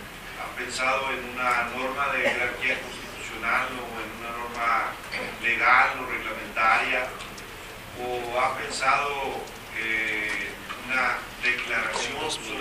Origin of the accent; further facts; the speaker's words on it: Durango, Mexico; específicamente la de mi tierra, la de Durango.